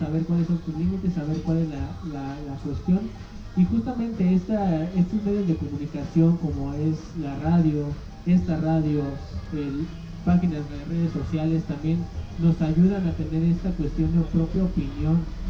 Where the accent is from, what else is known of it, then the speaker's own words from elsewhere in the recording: Mexico; nosotros también como mexicanos muchas veces despreciamos también esa cuestión de los frijoles